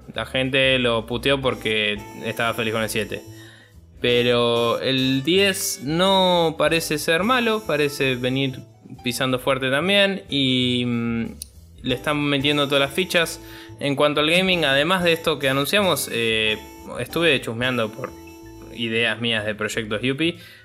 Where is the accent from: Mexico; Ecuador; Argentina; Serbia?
Argentina; creo que para nosotros como argentinos y quizás latinoamericanos en general, no nos va a cambiar mucho